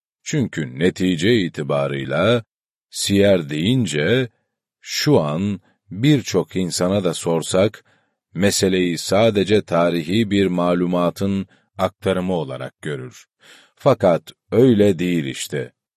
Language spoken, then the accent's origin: Turkish; Horasan, Erzurum, Turkey; Ben Erzurum Horasanlıyım. Yetiştiğimiz zemin, peygamber sevgisinin, peygamber aşkının çokça konuşulduğu bir zemindi.